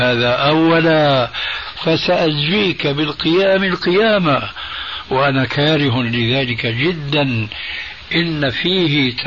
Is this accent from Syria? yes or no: yes; Damascus, Damascus Governorate, Syria; هذه منطقة اسمها عندنا في الشام الحريقة